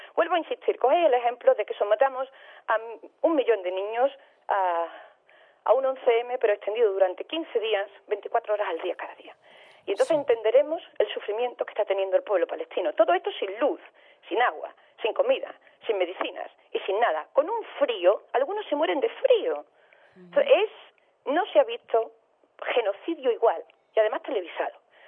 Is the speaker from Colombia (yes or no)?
no; Andalusia, Spain; Yo como andaluza no me puedo sentir más defraudada con mi gobierno autonómico